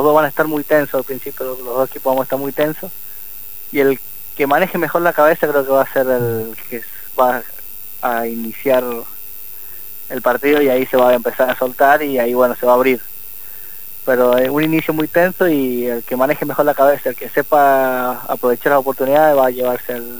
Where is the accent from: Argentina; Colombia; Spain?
Argentina; San Juan; jugar una final en San Juan, en mi tierra, es algo que siempre lo soñé.